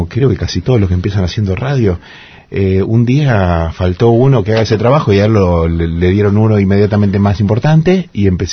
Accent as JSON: {"language": "Spanish", "town": "Lincoln", "region": "Buenos Aires Province", "country": "Argentina", "tie": "born or raised there", "said": "Mi pueblo en Lincoln fue bastante pionero con el tema de la radio y también de la televisión por cable"}